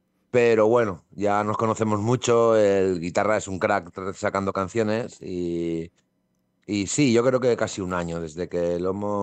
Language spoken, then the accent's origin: Spanish; Valencian Community, Spain; first language Valencian; somos de un pueblo de Valencia que somos valenciano parlantes de cuna. Entonces, estamos acostumbrados a hablarnos en valenciano